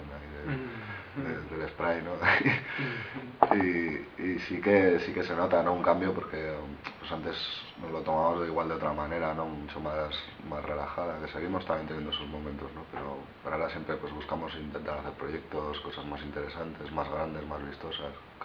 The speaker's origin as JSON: {"language": "Spanish", "town": "Pamplona", "region": "Navarre", "country": "Spain", "said": "somos, la mayoría somos de aquí de Pamplona"}